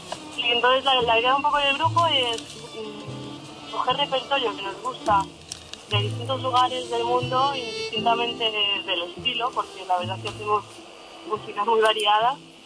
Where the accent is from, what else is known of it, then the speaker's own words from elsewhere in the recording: Catalonia, Spain; Somos catalanes.